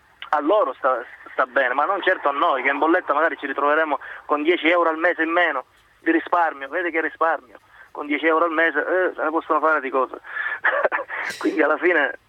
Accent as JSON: {"language": "Italian", "town": "Catania", "region": "Sicily", "country": "Italy", "said": "io sono di Catania, chiamo da Catania"}